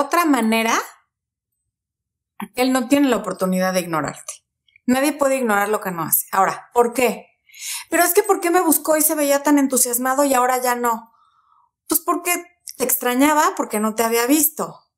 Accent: Mexico; Cuando era niña aquí en México, en televisión abierta había nada más

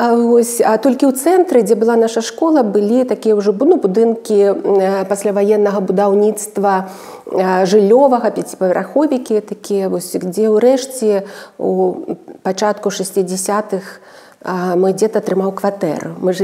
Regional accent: Gomel, Gomel Region, Belarus; also born or lived in Lida; Так, сапраўды, я нарадзілася ў Лідзе, ў гэтым гістарычным, легендарным горадзе Беларусі.

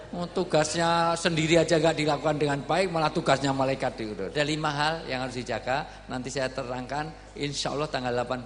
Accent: Yogyakarta, Special Region of Yogyakarta, Indonesia; saya dari Jogja.

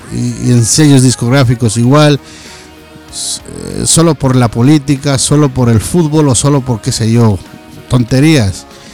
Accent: Ecuador; moved away; Yo precisamente soy un ecuatoriano que llevo por acá más de 20 años, que tuve que dejar mi patria, mi país

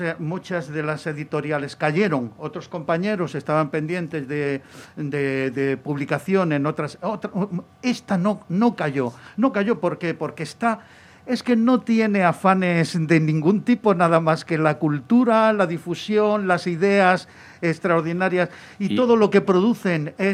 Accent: Granada, Andalusia, Spain; moved away as an adult; now in Madrid, Spain; yo me vine a Madrid en el año 68 para seguir mis estudios de ingeniería, porque allí no había escuela de ingenieros

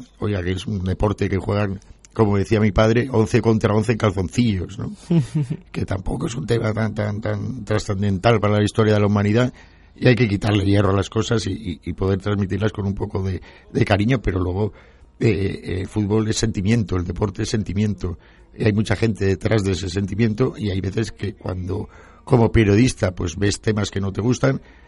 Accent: Madrid, Community of Madrid, Spain; also born or lived in Valencia; Yo me he criado en Madrid, soy valenciano de nacimiento. Pero mis padres se trasladaron a Madrid y me crié en Madrid.

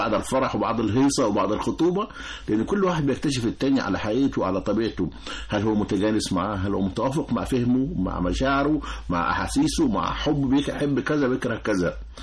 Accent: Upper Egypt, Egypt; 27 ده يعتبر كبير في بلدنا الصعيد

